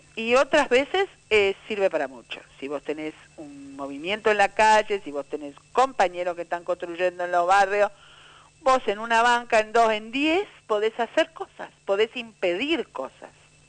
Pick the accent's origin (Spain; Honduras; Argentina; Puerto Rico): Spain; Basque Country; nosotros venimos de Euskal Herria, del País Vasco